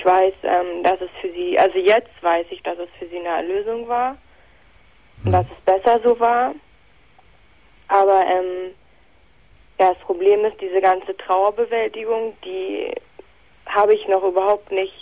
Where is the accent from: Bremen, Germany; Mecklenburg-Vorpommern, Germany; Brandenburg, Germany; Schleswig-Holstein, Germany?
Brandenburg, Germany; Potsdam; moved away; Also ich komme eigentlich aus Potsdam.